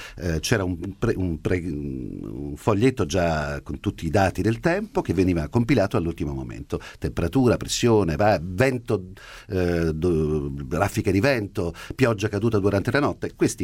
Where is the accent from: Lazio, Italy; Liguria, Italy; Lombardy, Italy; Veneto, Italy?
Liguria, Italy; Genoa; non può essere, se Gemona, vengo da Genova.